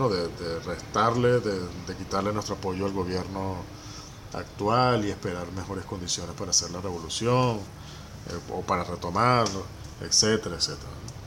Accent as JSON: {"language": "Spanish", "country": "Venezuela", "said": "los problemas en última instancia tenemos que resolverlos somos los venezolanos y las venezolanas"}